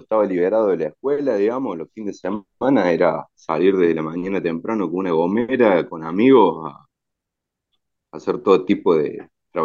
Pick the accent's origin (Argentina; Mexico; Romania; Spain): Argentina; Córdoba; born there; yo nací en octubre del año 91, en un pueblito del interior de la provincia de Córdoba que se llama Tío Pugio, sobre la Ruta 9, Eso ha marcado de alguna manera ese carácter más bien provinciano en mi forma de ser.